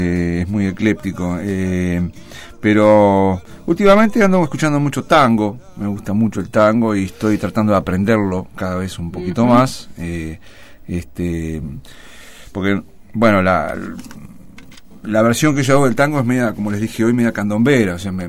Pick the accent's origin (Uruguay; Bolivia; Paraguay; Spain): Uruguay; now in Mar del Plata, Argentina; mi raíz, vamos a contar a la gente, yo vengo de Uruguay, y entonces, bueno, mi folclore, mi sangre es candombera y murguera también.